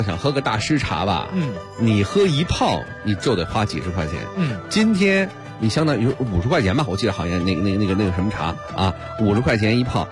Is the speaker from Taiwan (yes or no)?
no; Beijing, China; 咱们北京人喝茉莉花，谁都喝过